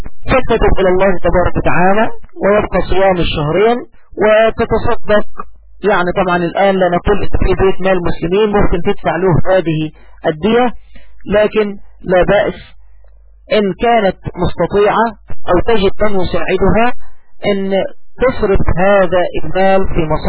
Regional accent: Egypt; يعني أقول بالمعنى الدارج عندنا كمصريين

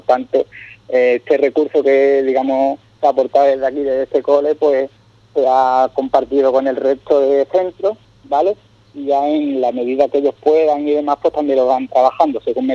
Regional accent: Puerto Serrano, Andalusia, Spain; Yo soy de Puerto Serrano y vengo en mi primera vez.

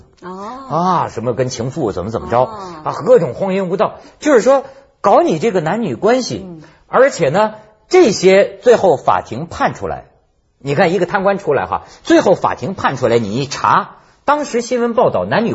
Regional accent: China; 你知道我们中国人要搞一个人讲究要什么呢？搞倒搞臭。

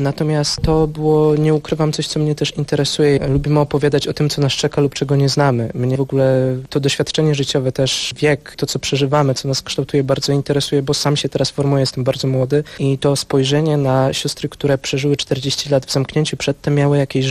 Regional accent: Staniątki, Lesser Poland, Poland; Staniątki. To jest mała wieś pod Krakowem, 20 kilka kilometrów. Tam się wychowałem, też wokół klasztoru.

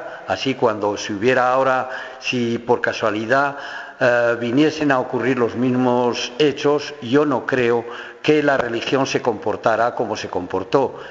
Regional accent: Navarre, Spain; Y mi tierra, pues ya digo, Navarra, pues no es como en Madrid o en Cataluña, donde la mayor parte de la gente era de izquierdas.

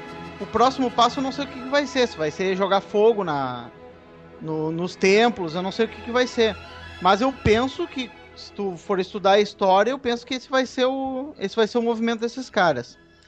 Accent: Brazil; Você, eu sou ateu, sou brasileiro e sou ateu e tal.

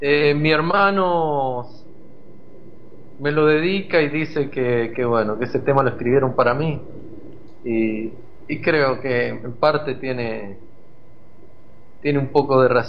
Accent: Mendoza, Argentina; Yo soy de Mendoza y bueno, somos creo diferentes en la forma de pensar, de expresarnos todo

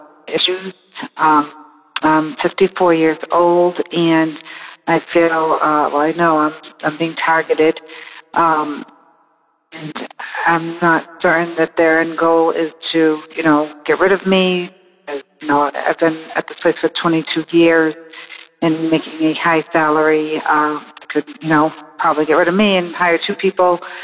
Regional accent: Massachusetts, United States; I'm from Massachusetts.

